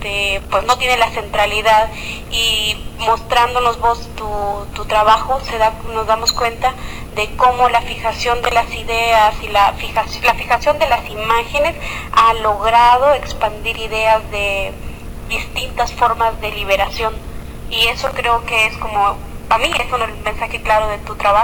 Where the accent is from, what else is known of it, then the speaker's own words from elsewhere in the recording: Guatemala; de Guatemala.